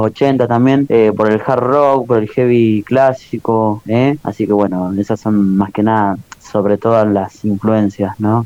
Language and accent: Spanish; Santa Cruz, Argentina; somos de acá de Santa Cruz, del norte de Santa Cruz, aún un poco más al sur que ustedes, pero también compartimos el mismo sentimiento patagónico